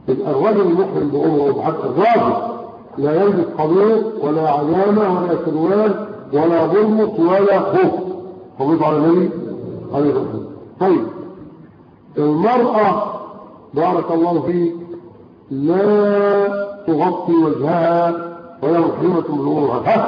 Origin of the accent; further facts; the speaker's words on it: Egypt; ومن الاخطاء اللغوية عندنا في مصر يقول لك ايه؟